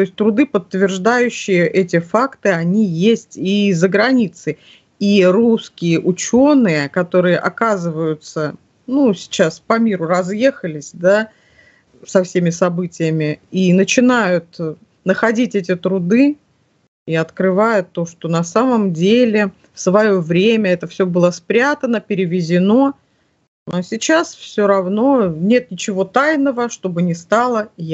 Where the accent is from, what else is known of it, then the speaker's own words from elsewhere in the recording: Siberia, Russia; я родом из Сибири.